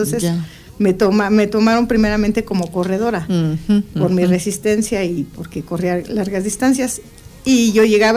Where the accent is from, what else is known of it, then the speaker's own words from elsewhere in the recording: Iztapalapa, Mexico City, Mexico; mi papá es nativo de Iztapalapa, yo soy de Iztapalapa